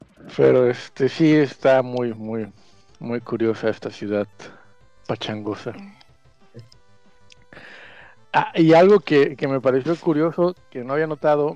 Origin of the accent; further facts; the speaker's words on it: Xalapa, Veracruz, Mexico; Digo, no, soy de Jalapa.